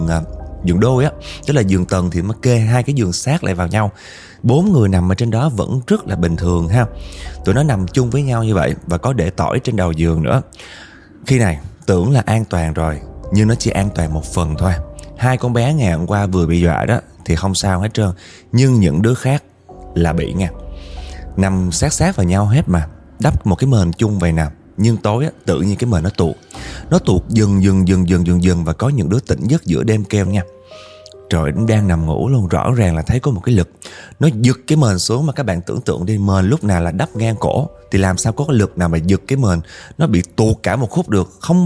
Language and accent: Vietnamese; Northern Vietnam, Vietnam; now in Da Nang, Vietnam; Em thì là người Bắc và hiện tại đang sinh sống học tập ở Đà Nẵng nha.